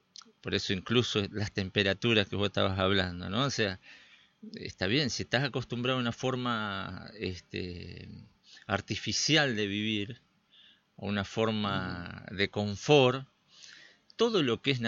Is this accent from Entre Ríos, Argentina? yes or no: yes; Chajarí, Entre Ríos, Argentina; Yo me crié en otra ciudad, en Chajarí, acá cerca.